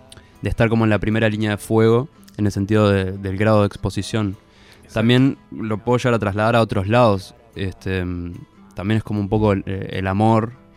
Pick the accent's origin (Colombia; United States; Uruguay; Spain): Uruguay; Montevideo; born there; Yo nací en Montevideo.